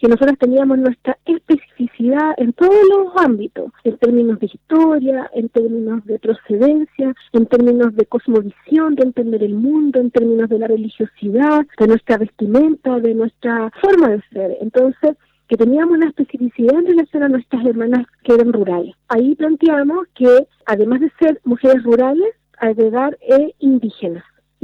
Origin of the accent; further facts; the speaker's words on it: Santiago, Santiago Metropolitan Region, Chile; Como niña mapuche, nací acá en Santiago, crecí en Santiago, con todo lo que es la realidad urbana, de ser la diferencia, ¿me entiendes?, de pertenecer a la diáspora mapuche.